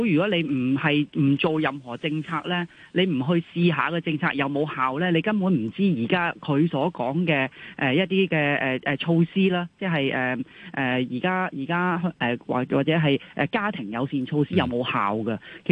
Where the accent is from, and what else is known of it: Hong Kong